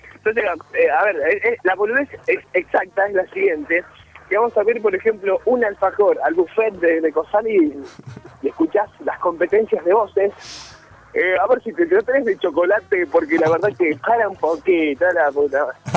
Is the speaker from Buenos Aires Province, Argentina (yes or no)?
yes; Trenque Lauquen, Buenos Aires Province, Argentina; yo vine de Trenquelauca, no conocí un subte